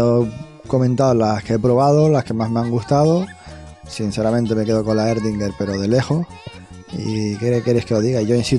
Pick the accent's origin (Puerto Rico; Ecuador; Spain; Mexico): Spain; Canary Islands; te tienes que venir aquí a mi tierra, la Tropical de Limón está muy buena, solo se consume aquí en las islas.